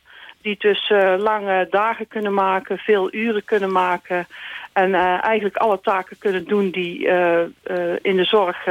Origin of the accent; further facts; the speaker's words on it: Roosendaal, North Brabant, Netherlands; ik kom uit Roosendaal. Ik ben 58 jaar.